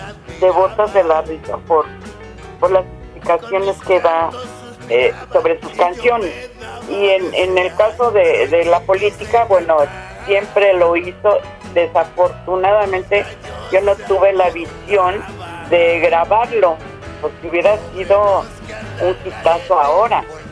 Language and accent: Spanish; Mexico City, Mexico; born there; yo nací en el Distrito Federal y el día que me muera va a ser Distrito Federal también para mí.